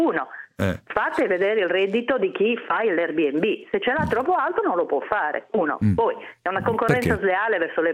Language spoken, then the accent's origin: Italian; Sardinia, Italy; ho 64 anni, ho sempre stata ligia, quindi trovo ridicolo questo, che a Firenze, una città che io adoro e che mi ha sempre ospitato da sarda